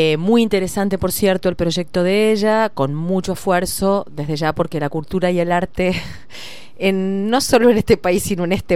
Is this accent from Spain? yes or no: no; Buenos Aires, Argentina; now in Punilla, Argentina; yo soy de Buenos Aires, uh-huh. Vivo hace 20 años en Punilla. Pero bueno, nunca se pierden los lazos. Tengo familia allá, gente muy querida, amigos.